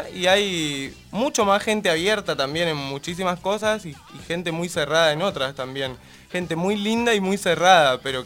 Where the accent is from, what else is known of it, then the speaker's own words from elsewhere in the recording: Chaco, Argentina; todos los que somos de Chaco viajamos todos los días a Corrientes.